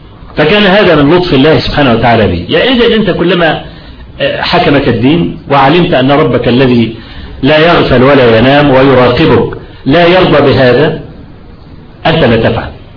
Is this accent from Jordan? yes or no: no; Kafr El Sheikh, Kafr El Sheikh Governorate, Egypt; لان انا من ابناء كفر الشيخ وسأكون أكثر تأثيرا